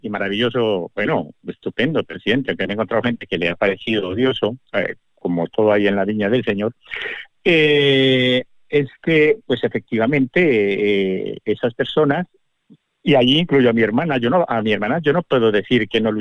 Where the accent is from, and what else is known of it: Colombia